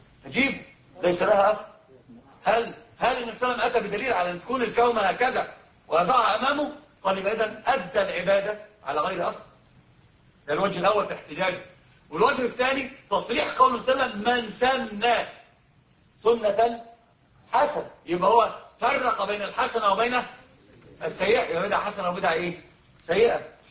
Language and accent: Arabic; Upper Egypt, Egypt; احنا عندنا في الصعيد بيحلفوا بيه فاكرين القران